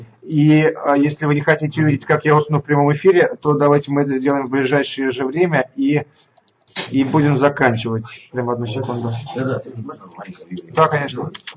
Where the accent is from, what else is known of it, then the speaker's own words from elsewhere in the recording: Saratov, Saratov Oblast, Russia; в общем-то, не меньшую дорогу, чем я из Саратова